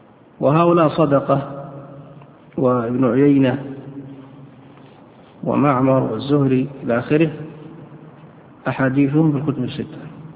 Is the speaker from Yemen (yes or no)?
yes; Yemen; فقالوا قيدوه في صنعاء عندنا في اليمن